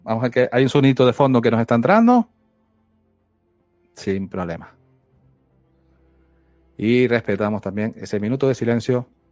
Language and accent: Spanish; Canary Islands, Spain; soy de Tenerife, de Canarias